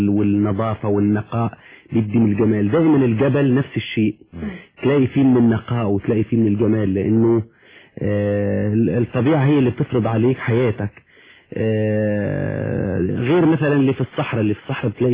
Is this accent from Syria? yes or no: yes; Suwayda Governorate, Syria; وانا من سوريا طبعا من محافظة اسمها محافظة السويداء او ما يسمى جبل العرب تولد 4-5 بلاش نقول امتى